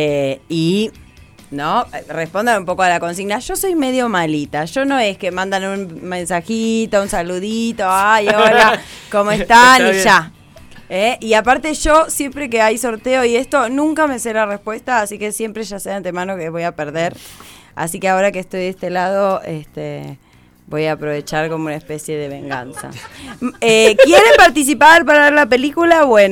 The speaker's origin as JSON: {"language": "Spanish", "country": "Argentina", "tie": "born there", "said": "Sentía que en realidad era más colombiana que argentina. Así en esa tierna juventud decía, nací por equivocación en Argentina, ¿no?"}